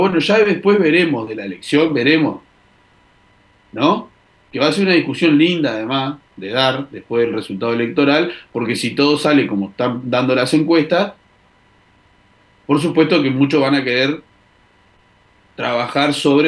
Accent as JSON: {"language": "Spanish", "country": "Uruguay", "said": "Sí nos compete como uruguayos que vivimos acá"}